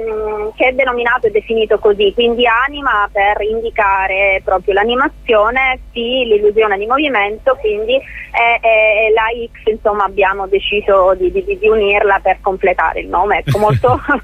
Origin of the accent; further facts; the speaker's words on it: Sicily, Italy; Io sono siciliana. Sono siciliana, mi sono formata a Roma in realtà.